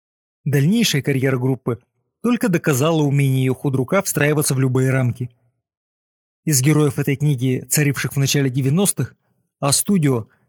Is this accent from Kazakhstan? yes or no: yes; Kazakhstan; Мы никогда не считали себя этнической группой. Просто мы выросли в Казахстане.